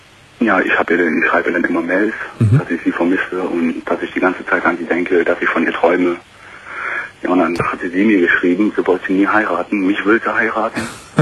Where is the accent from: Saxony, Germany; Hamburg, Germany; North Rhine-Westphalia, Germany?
North Rhine-Westphalia, Germany; Cologne; Ich bin gebürtiger Kölner. Ich habe 19 Jahre in Köln gewohnt.